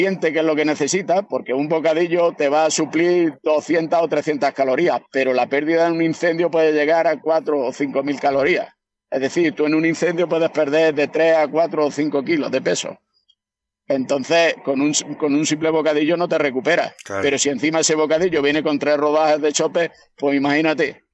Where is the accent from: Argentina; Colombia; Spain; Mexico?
Spain; Jaén, Andalusia; Yo soy de Jaén, me llaman mañana para un incendio en Cádiz, ¿vale?